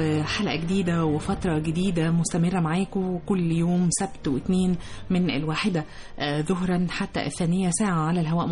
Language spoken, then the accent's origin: Arabic; Egypt; من كوادرنا إحنا كمصريين